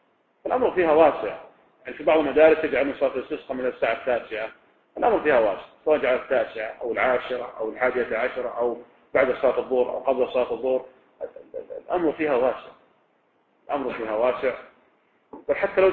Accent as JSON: {"language": "Arabic", "town": "Riyadh", "region": "Riyadh Province", "country": "Saudi Arabia", "said": "يعني مثلا لو كان عندنا في الرياض مثلا"}